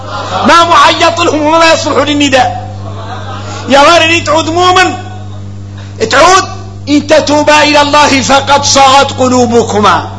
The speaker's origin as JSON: {"language": "Arabic", "country": "Mauritania", "said": "وهذا قال عندنا احنا موريتاني حديث متفق عليه"}